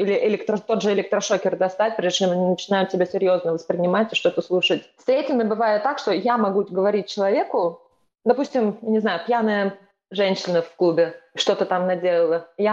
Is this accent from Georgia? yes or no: no; Estonia; Я из Эстонии первоначально